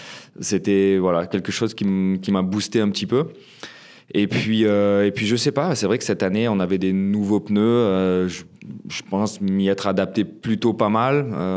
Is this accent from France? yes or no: yes; Gap, Provence-Alpes-Côte d'Azur, France; on est basé à Gap, ma ville natale